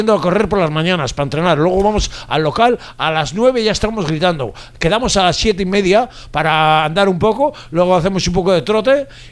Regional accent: Bilbao, Basque Country, Spain; como yo ya soy de Recalde y soy bilbaíno, porque la vaca no es donde nace, es donde pace. Y yo llevo ya 13 años en Bilbao

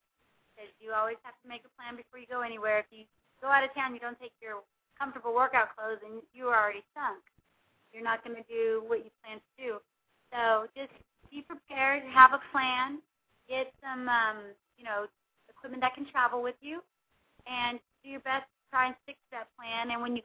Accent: Houston, Texas, United States; and they are going to be in Houston, Texas, my hometown.

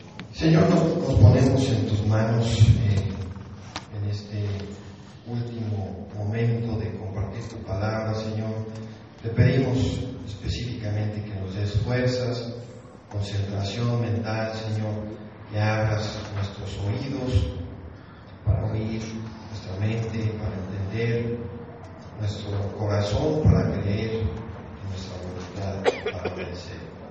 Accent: Oklahoma, United States; Yo propiamente soy de Oklahoma, de Estados Unidos

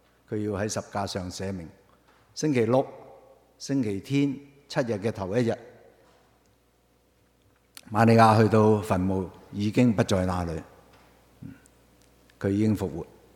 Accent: Hong Kong; 我係嚟自香港嘅

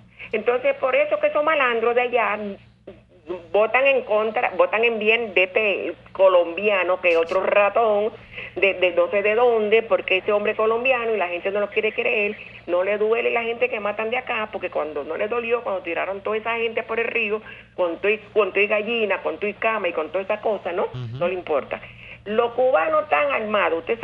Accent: Dominican Republic; Primero, que yo soy dominicana, usted lo sabe.

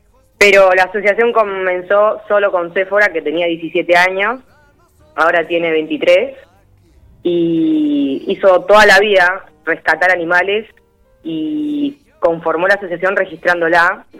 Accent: Quilmes, Buenos Aires Province, Argentina; Sí, las tres somos de Quilmes.

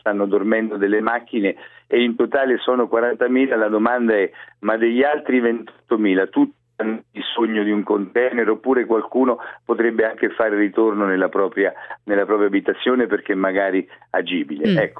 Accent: Marche, Italy; lo dico anche da marchigiano, da persona che è attaccata alla terra

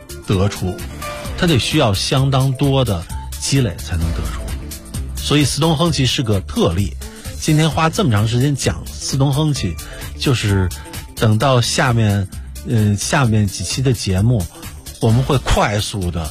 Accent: China

